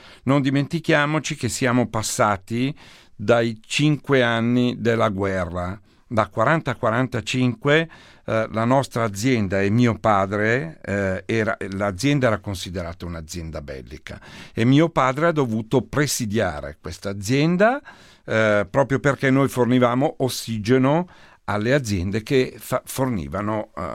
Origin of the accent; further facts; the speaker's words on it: Monza, Lombardy, Italy; Io sono di Monza, ho una grande passione per l'automobilismo